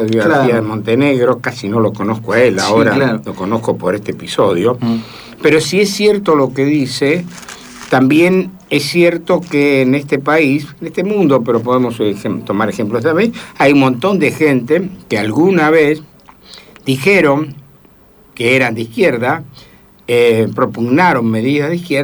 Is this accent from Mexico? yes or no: no; Buenos Aires, Argentina; Yo soy porteño y te digo